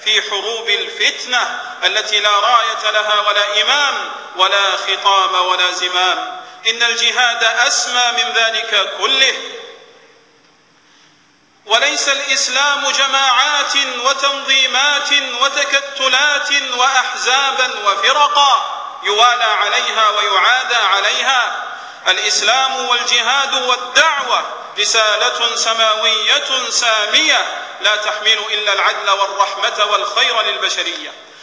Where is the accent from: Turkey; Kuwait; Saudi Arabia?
Saudi Arabia; إن بلادنا المملكة العربية السعودية وعلماءنا ومناهجنا وشبابنا براء من تلك الجماعات الإرهابية